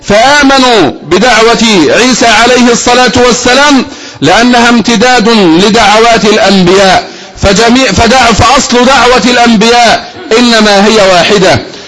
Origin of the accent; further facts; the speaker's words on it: Egypt; فنحن أصل هذه البلد وأهل هذه البلد، فنحن أصلها وأهلها، أصلها وأهلها بانتسابنا إلى هذه البلد كمصريين، وأصلها وأهلها بانتسابنا إلى دين الله تبارك وتعالى